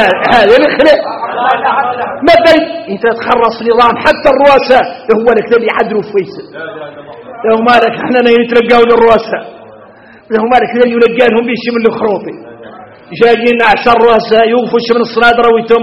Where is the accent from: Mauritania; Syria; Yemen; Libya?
Mauritania; شوفوا احنا موريتاني